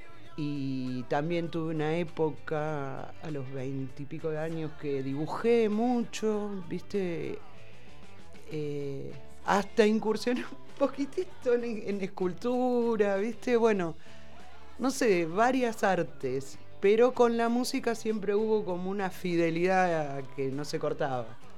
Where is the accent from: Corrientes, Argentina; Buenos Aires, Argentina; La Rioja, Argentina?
Buenos Aires, Argentina; yo vengo de Buenos Aires, capital, del centro de la capital. Era un lugar así muy citadino, al extremo. Era un edificio donde vivía.